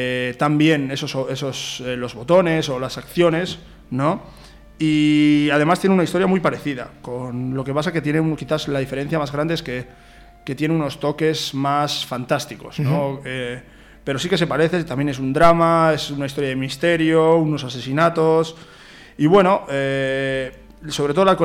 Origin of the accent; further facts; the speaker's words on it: Bilbao, Basque Country, Spain; es verdad que somos de Bilbao y eso es una razón muy importante.